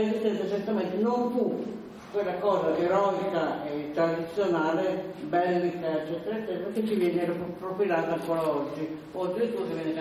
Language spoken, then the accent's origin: Italian; Piedmont, Italy; born there; Io sono piemontese di nascita, in Piemonte rispetto all'autorità considerevo il pezzo della cultura anche popolare.